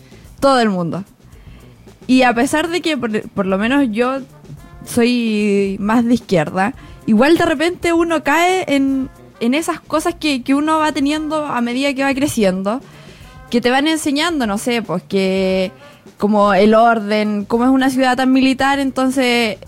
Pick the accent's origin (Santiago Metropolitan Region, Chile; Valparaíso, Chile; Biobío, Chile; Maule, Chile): Valparaíso, Chile; Quillota; Mira, yo soy de una ciudad bastante curiosa. Soy de Quillota.